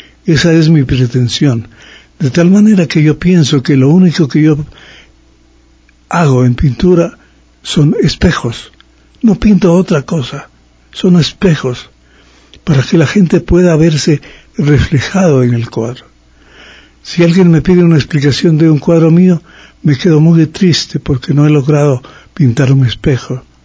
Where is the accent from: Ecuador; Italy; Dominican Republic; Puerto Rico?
Ecuador; Ambato, Tungurahua; Yo he donado esa obra a mi terruño, a mi ciudad natal.